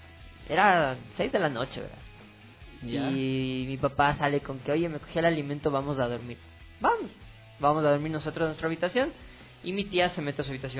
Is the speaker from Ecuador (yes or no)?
yes; Ecuador; feliz año a cada uno de ustedes, un poco atrasado como buen ecuatoriano